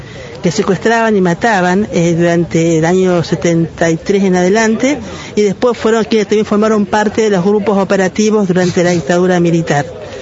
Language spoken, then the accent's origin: Spanish; Argentina; Nos pasó como argentinos, ¿no?